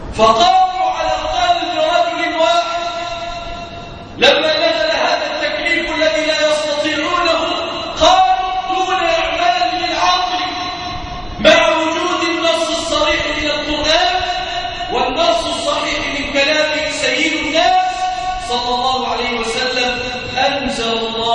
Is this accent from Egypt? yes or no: yes; Egypt; ناهيك عن بلادنا مصر